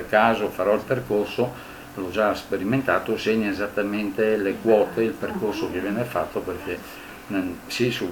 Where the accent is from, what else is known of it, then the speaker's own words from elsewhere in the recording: Bolzano, Trentino-Alto Adige, Italy; poi gli dico che sono italiano. Una volta mi ha chiesto se sono norvegese, sul rifugio Similão, ha detto no, sono italiano di Bolzano